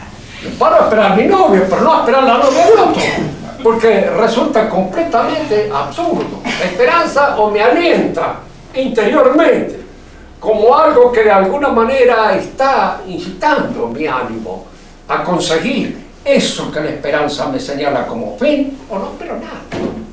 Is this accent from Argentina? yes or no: yes; Argentina; Tampoco me entusiasma exageradamente el ser argentino. Soy argentino, no tengo otro remedio. No tengo más remedio que serlo.